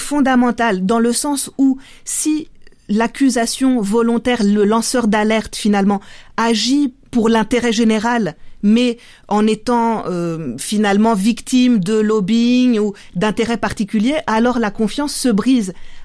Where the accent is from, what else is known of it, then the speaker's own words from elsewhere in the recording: France; C'est d'origine grecque, je suis française d'origine grecque